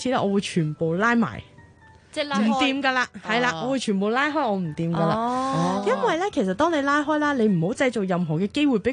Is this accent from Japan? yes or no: yes; Japan; Cantonese is a second language; 因為我哋日本人好興傾偈噶嘛